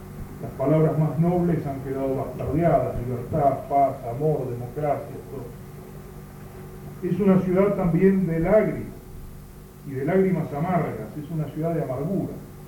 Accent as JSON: {"language": "Spanish", "country": "Argentina", "said": "Bien nos valga la experiencia histórico-política nuestra como argentinos de los últimos 6 años."}